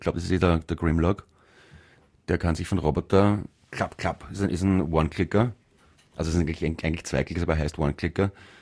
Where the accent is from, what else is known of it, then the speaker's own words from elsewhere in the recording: England, United Kingdom; German is a second language; now in Los Angeles, United States; eigentlich Engländer, aber ich bin schon lange in Kalifornien wegen dem Wetter.